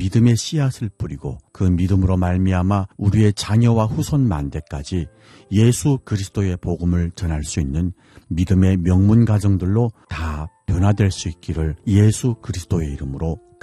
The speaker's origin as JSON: {"language": "Korean", "country": "North Korea", "said": "여기는 대한민국 서울입니다."}